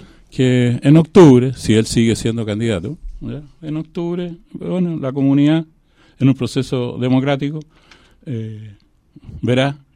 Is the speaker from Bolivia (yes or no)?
no; Chile; como todo chileno y todo saballarino, me llama poderosamente la atención